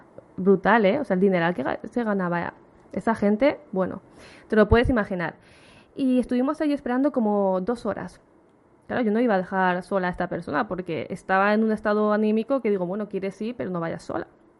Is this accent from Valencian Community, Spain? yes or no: yes; Alicante, Valencian Community, Spain; Yo soy de Alicante, no sé si te lo he dicho.